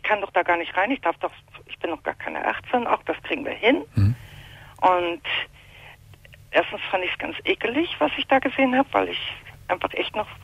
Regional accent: Hamburg, Germany; bei den Pflegeeltern war ich auf dem Lande und ich komme ursprünglich aus Hamburg

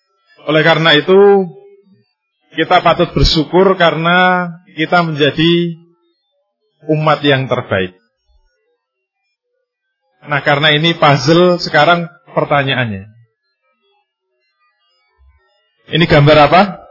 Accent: Indonesia; Kalau kita ditanya, Anda dari mana? Begitu kita menjawab, saya dari Indonesia.

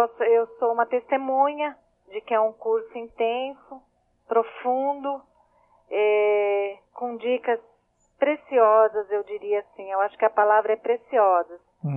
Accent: Mogi das Cruzes, São Paulo, Brazil; Eu sou de Mogi.

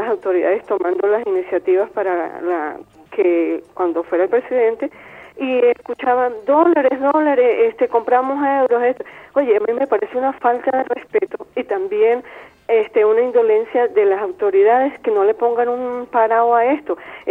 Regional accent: Venezuela; para uno como venezolano

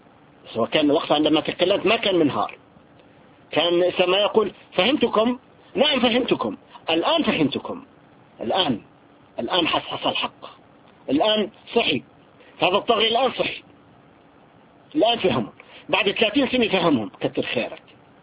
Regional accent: Syria; نحن عندنا في سوريا

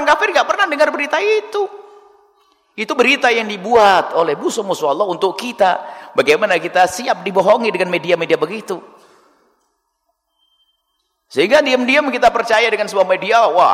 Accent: Java, Indonesia; orang Jawa, saya Jawa, orang Jawa ya harus dihentikan itu.

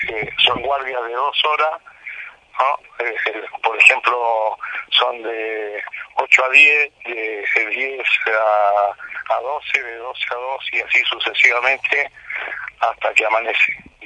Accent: Córdoba, Argentina; de San Cipuede, de Córdoba.

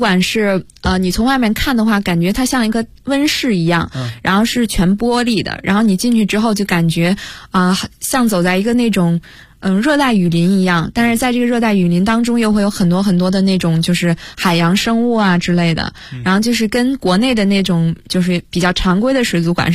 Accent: China; 他就会每次他都会说你是哪里来的，我说来自中国

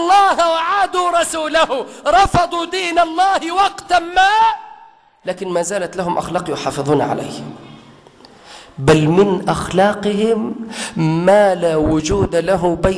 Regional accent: Egypt; وأي خناقة عندنا في مصر دلوقتي ما يسقطش فيها قتلة

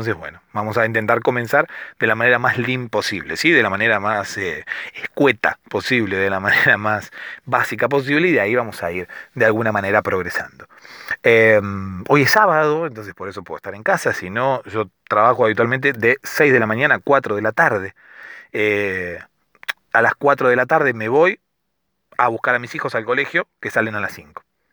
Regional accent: Argentina; Soy argentino. Tengo 35 años

